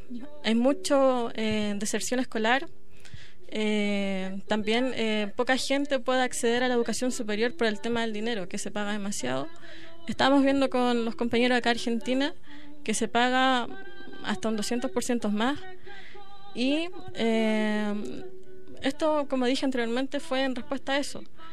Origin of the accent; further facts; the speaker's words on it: Temuco, Araucanía, Chile; de Chile. Yo vengo de Temuco, que es una región que está al sur de Chile.